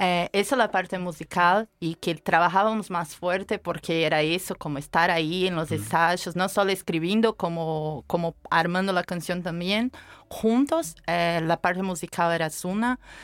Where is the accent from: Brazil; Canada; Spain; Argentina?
Brazil; soy brasileña, claro.